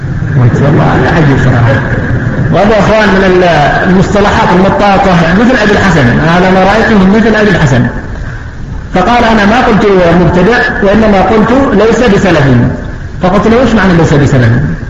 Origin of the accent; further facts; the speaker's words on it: Yemen; لكن الأمور الآن المتأخرة الآن عندنا في اليمن